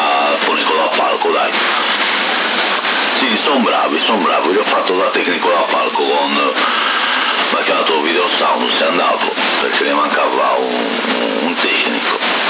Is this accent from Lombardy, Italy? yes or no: no; Porto Torres, Sardinia, Italy; io sono di Porto Torres, però non lo conoscevo